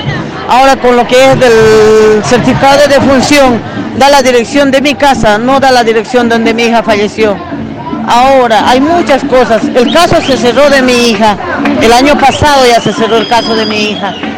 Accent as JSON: {"language": "Spanish", "region": "Potosí", "country": "Bolivia", "said": "Bueno, yo soy boliviana, soy de Potosí, y mi hija también es de Potosí."}